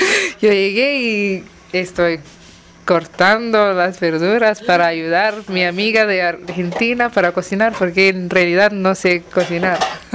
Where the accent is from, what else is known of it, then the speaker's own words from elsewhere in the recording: Singapore; soy de Singapur.